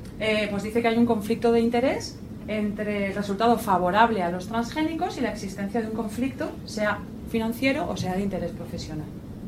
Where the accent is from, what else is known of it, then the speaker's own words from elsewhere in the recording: Valencia, Valencian Community, Spain; Yo soy de Valencia